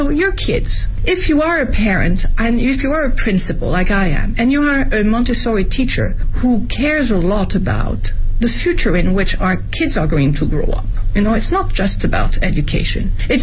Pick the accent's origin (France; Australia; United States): France; Nouvelle-Aquitaine; also born or lived in Paris; My mother was French. My dad is American. I was born in Paris and raised in the southwest of France, near Bordeaux.